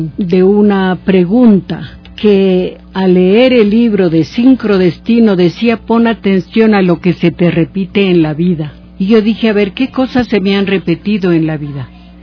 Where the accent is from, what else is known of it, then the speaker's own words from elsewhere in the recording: Tulcán, Carchi, Ecuador; born there; now in Quito, Ecuador; el volcán Chiles, que quedaba al frente de Tulcán, donde yo nací.